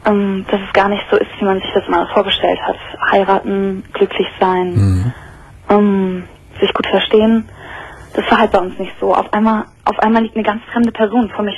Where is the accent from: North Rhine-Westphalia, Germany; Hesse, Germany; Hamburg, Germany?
Hamburg, Germany; born there